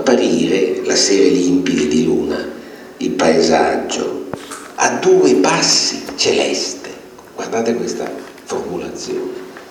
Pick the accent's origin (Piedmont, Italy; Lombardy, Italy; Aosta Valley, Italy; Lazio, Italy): Piedmont, Italy; Una volta dalle mie parti di origine in Piemonte ero con un amico in macchina, erano le 7 di sera vicino ad Asti